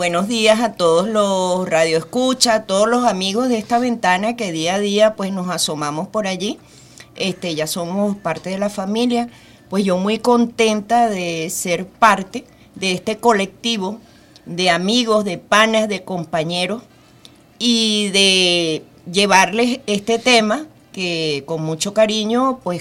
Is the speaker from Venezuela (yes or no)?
yes; Vargas, Venezuela; Tenemos pendiente una presentación allá en mi estado Vargas, porque yo soy del estado Vargas.